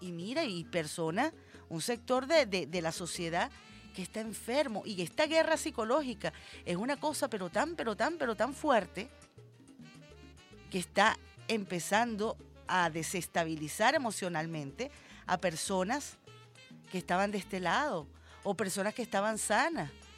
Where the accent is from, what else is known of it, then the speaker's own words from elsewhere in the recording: Venezuela; Ante todo somos venezolanos y venezolanas.